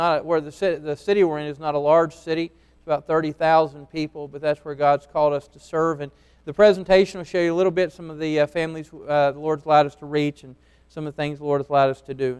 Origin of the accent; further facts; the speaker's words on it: North Carolina, United States; she's from Michigan, I'm from North Carolina, both ended up in Alabama, in a church there, and that's where we met at the church.